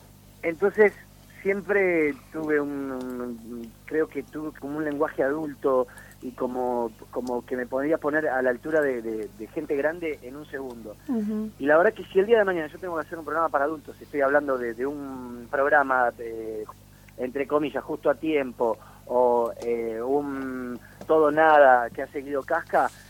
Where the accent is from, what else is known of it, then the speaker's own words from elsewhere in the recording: Villa Ballester, Buenos Aires Province, Argentina; yo soy de barrio, soy de Villa Ballester